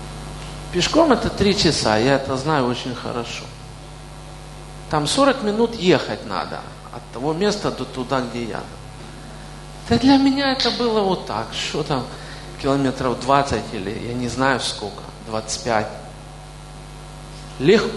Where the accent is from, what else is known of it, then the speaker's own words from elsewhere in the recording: Kyiv, Ukraine; born there; Я родился в Киеве, и там же призвали меня.